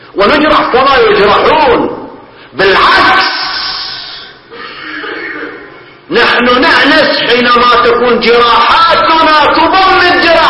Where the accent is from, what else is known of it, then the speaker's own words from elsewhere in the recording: Bahrain; لذلك نحن من البحرين نستمد الصمود